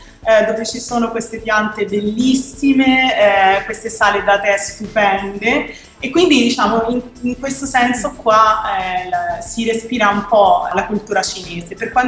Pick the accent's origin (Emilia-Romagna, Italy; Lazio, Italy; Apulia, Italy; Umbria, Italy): Umbria, Italy; Scheggino; now in Hong Kong, Hong Kong; Io vengo da un microscopico paesino del centro Italia, in Umbria, che si chiama Scheggino, un paese di 500 anime. Adesso mi trovo invece a Hong Kong, in una città che ne ha tipo 8 milioni.